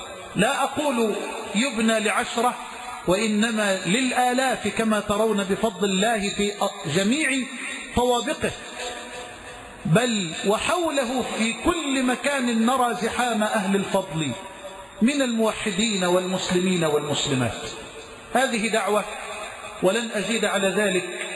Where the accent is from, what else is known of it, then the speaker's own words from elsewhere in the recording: Egypt; اللهم اجعل بلدنا مصر أمنا أمانا سخاء رخاء